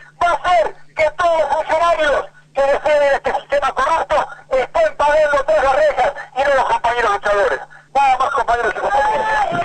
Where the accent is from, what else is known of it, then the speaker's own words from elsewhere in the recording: Río Gallegos, Santa Cruz, Argentina; después de años he venido a Patagonia, a mi Patagonia porque soy de Río Gallegos